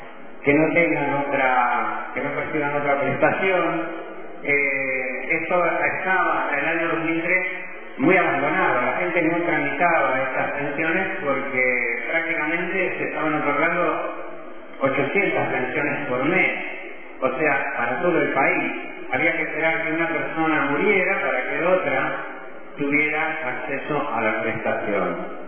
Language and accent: Spanish; Junín, Buenos Aires Province, Argentina; also born or lived in Spain; yo soy de Junín.